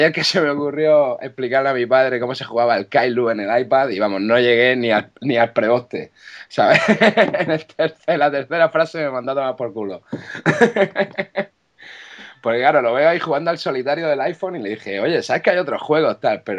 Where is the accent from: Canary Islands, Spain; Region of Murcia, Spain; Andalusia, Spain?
Region of Murcia, Spain; Cartagena; now in Barcelona, Spain; soy de Cartagena, pero vivo en Barcelona actualmente.